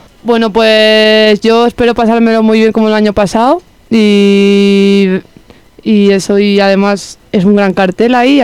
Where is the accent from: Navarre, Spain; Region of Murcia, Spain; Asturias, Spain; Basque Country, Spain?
Asturias, Spain; Ribadesella; soy de Ribadesella, Asturias.